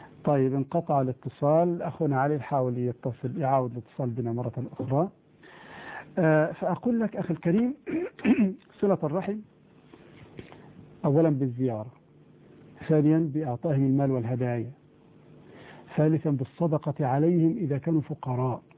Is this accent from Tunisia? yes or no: no; Egypt; في مصر عندنا هنا القائمة تسمى الصداق بما فيها المؤخر